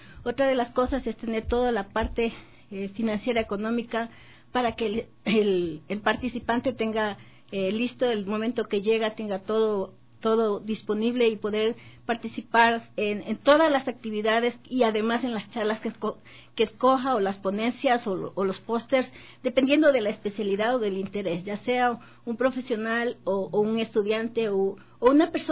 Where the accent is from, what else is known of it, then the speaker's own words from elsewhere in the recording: Ecuador; con gran orgullo lo digo, como toda ecuatoriana que soy